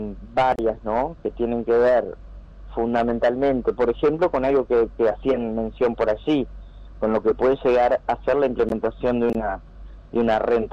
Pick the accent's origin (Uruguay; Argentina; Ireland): Uruguay; estamos hablando de un plan de contingencia que colabore para salir adelante como uruguayos.